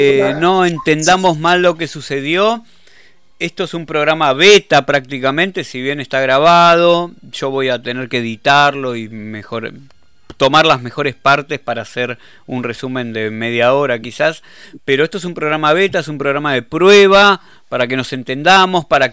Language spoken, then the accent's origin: Spanish; Argentina; yo me quedo tranquilo como argentino